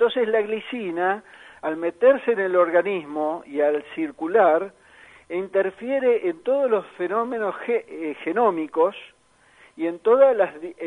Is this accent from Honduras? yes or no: no; Argentina; vamos a involucrarnos un poco más como argentinos